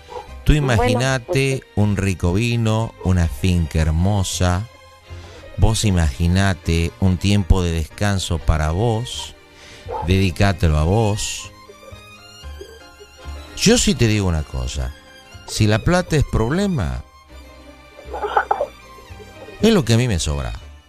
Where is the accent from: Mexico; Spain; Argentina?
Argentina; Buenos Aires; Yo nací en Buenos Aires, soy porteño.